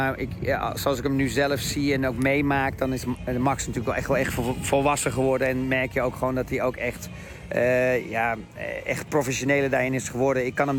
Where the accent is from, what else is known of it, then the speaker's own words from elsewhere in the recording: Netherlands; het enige voordeel dat wij hebben als Nederlanders